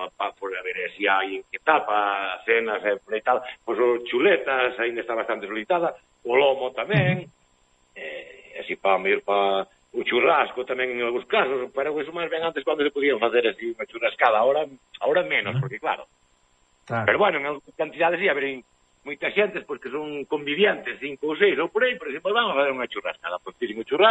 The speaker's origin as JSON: {"language": "Galician", "town": "Cerredo", "region": "Galicia", "country": "Spain", "tie": "born or raised there", "said": "O meu pueblo chamase Cerredo."}